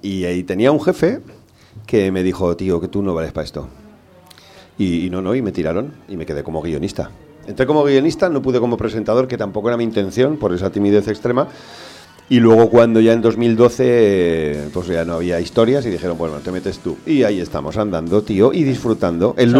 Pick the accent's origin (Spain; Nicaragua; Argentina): Spain; Cariñena, Aragon; O te vas a mi Sierra del Gairén, que yo soy de Cariñena y lo tenemos al ladito y tal.